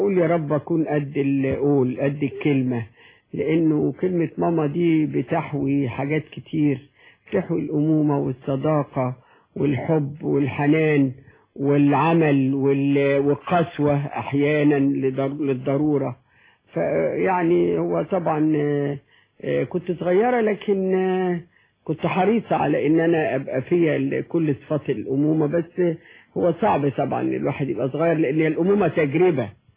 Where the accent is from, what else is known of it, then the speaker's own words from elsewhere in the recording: Mansoura, Dakahlia, Egypt; moved away; also born or lived in Cairo; لما سكننا في الحلمية لما جينا من المنصورة وسكننا في الحلمية كنا دايما نمشي الحتة دي